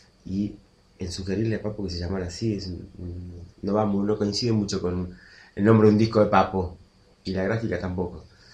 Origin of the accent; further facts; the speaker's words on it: Villa Mercedes, San Luis, Argentina; fue en Villa Mercedes, San Luis, mi ciudad natal